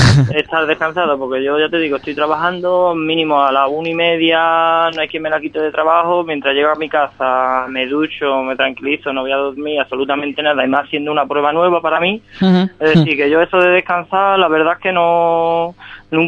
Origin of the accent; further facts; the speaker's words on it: Ronda, Andalusia, Spain; mi pueblo natal es Ronda, es decir, el terreno más o menos lo conozco.